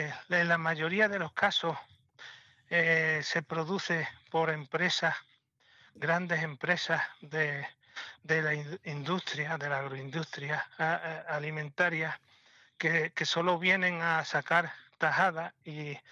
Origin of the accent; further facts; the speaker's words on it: Cortegana, Andalusia, Spain; Estoy en la Sierra de Huelva. Soy un ganadero de la Sierra de Huelva, de Cortegana.